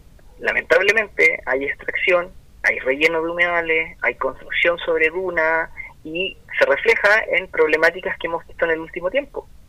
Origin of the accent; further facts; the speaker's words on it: Viña del Mar, Valparaíso, Chile; por ejemplo aquí en Viña del Mar, yo soy de Viña del Mar